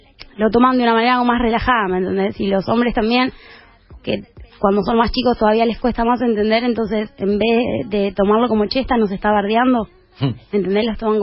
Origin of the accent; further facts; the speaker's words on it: Jujuy, Argentina; Y soy de Jujuy.